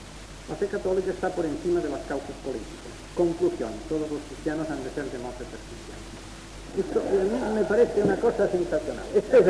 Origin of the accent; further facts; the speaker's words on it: Asturias, Spain; yo soy asturiano